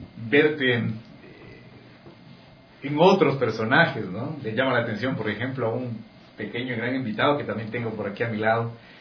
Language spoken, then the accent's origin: Spanish; Quito, Pichincha, Ecuador; porque así somos los quiteños, tenemos sal, somos divertidos, somos alegres, somos entusiastas